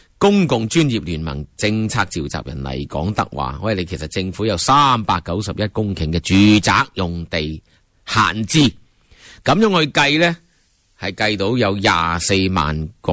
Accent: Hong Kong; 我哋香港人天桥边都系咁住啦

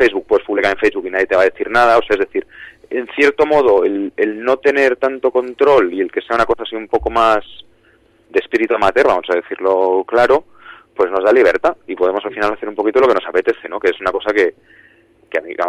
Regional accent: Madrid, Community of Madrid, Spain; todos los que estamos somos de Madrid y es lo que conocemos

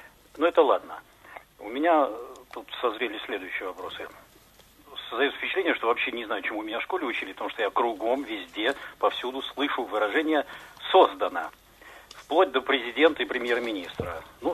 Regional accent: Saint Petersburg, Russia; я из Питера.

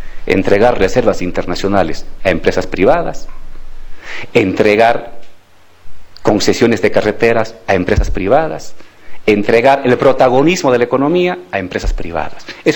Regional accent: Bolivia; somos los bolivianos, no una empresa extranjera

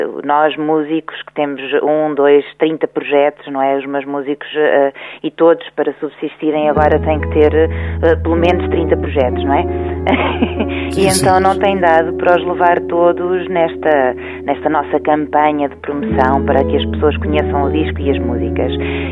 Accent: Centro, Portugal; E eu, quando era pequenina, vivia ali no Baixo Mondego, naquela aldeia, e tinha uma certa liberdade. Essa liberdade acabou por me ser retirada inadvertidamente quando vim para Coimbra.

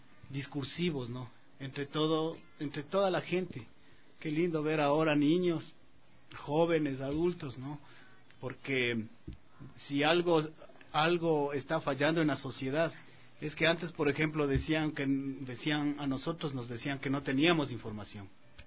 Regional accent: Riobamba, Chimborazo, Ecuador; De hecho, yo soy de Riobamba.

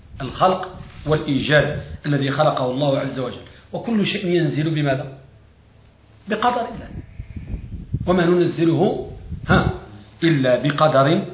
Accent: Morocco; وبعضهم عندنا في المغرب

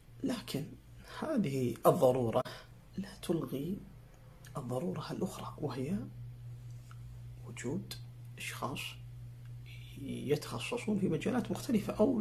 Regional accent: Saudi Arabia; ونحن كسعوديين عرب مسلمين

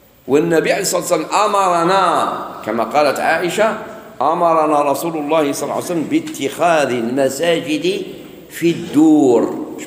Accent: Algeria; بعض الناس يقولوا الجزائر، يعني بلادنا الجزائر فيها بزاف مساجد.

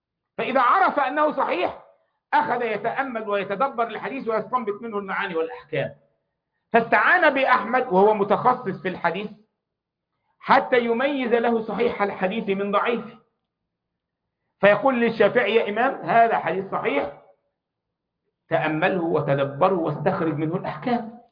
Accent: Egypt; احنا عندنا في مصر حب الوطن فرض عليا

